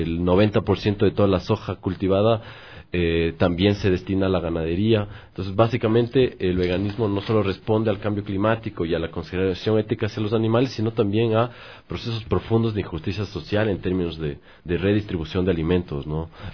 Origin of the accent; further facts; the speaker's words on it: Ecuador; que es la alimentación, diríamos, usual de nosotros como ecuatorianos